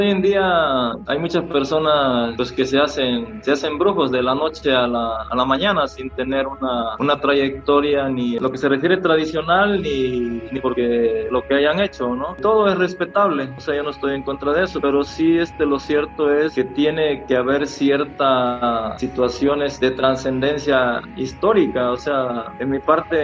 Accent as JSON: {"language": "Spanish", "town": "Catemaco", "region": "Veracruz", "country": "Mexico", "said": "donde yo andaba fuera de aquí, la gente decía, ¿de dónde eres? No, pues de Catemaco."}